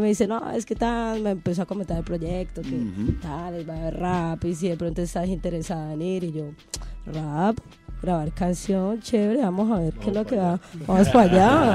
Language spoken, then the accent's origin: Spanish; Cali, Valle del Cauca, Colombia; moved away as an adult; now in Spain; De por ahí, ay, de Cali, Colombia, Y pues bueno, tengo 29 años, vengo de Cali, llevo aquí año y medio.